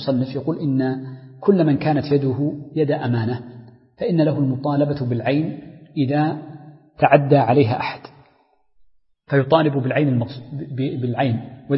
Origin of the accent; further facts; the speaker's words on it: Hijaz, Saudi Arabia; والتين عندنا في الحجاز مثلا في الطائف